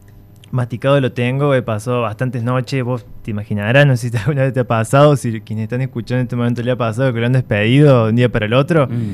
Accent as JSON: {"language": "Spanish", "town": "Villa Allende", "region": "Córdoba", "country": "Argentina", "tie": "born or raised there", "said": "yo soy de Villa Allende, he vivido acá, crecido acá."}